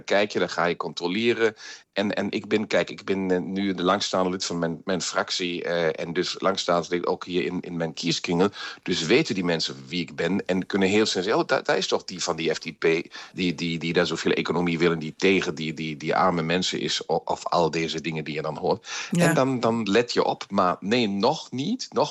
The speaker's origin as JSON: {"language": "Dutch", "country": "Germany", "said": "Kijk eens, we kijken als Duitsers altijd in ons echt donkere jaren van de Weimar-republiek."}